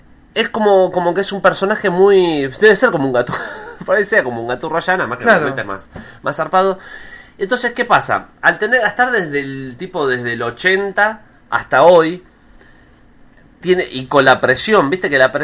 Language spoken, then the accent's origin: Spanish; Zárate, Buenos Aires Province, Argentina; born there; Nací en Zárate.